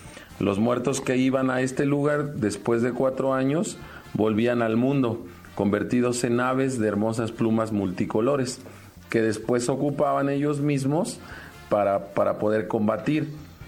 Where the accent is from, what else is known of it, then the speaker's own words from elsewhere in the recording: Mexico; en mi país, antes de la llegada de los españoles, había muchos ritos de sacrificios humanos para el dios Tlaloc